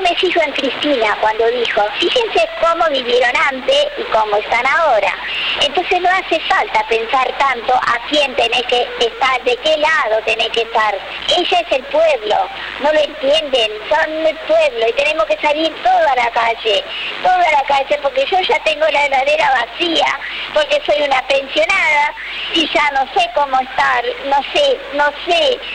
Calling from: Lanús, Buenos Aires Province, Argentina; de Lanús.

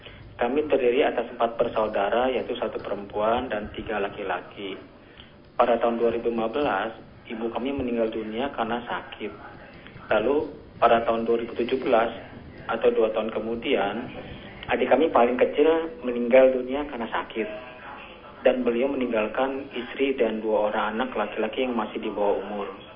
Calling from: Depok, West Java, Indonesia; Dari Depok saya.

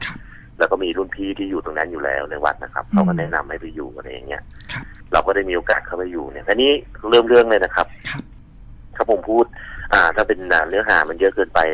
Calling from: Pattaya, Chonburi, Thailand; ผมโทรมาจากพัทยาซิตี้ครับ

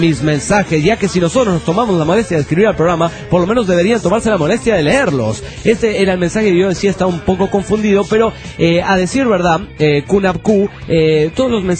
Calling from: Calchaquí, Santa Fe, Argentina; de Calchaquí, Argentina.

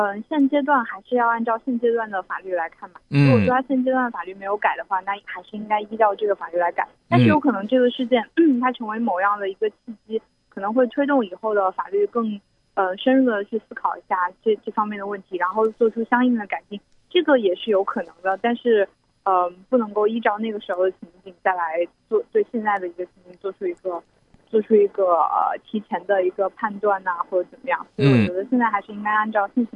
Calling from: Hong Kong; 对，我也是从香港打来的。

